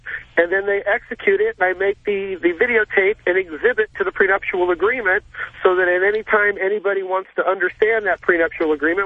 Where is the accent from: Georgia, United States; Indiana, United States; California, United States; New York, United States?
California, United States; I'm a lawyer from Orange County, California, and I do divorce law.